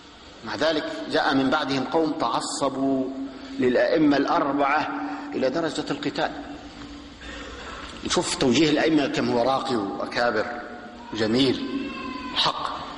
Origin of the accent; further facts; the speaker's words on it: Damascus, Damascus Governorate, Syria; عندنا في دمشق في أربع محارب تقام، أربع جماعات